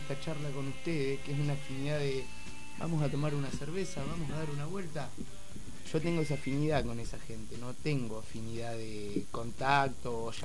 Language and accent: Spanish; Necochea, Buenos Aires Province, Argentina; born there; now in La Plata, Argentina; Yo nací en Necochea, pero hace 20 años que vivo en La Plata. No me considero platense típico, pero soy más platense que de Necochea.